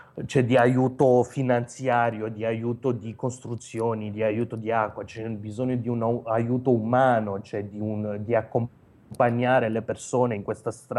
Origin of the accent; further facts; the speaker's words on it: Romania; Italian is a second language; moved away as an adult; now in Italy; quando sono partito dalla Romania, avevo un lavoro abbastanza buono, lavoravo per la Presidenza della Repubblica nel Dipartimento di Educazione.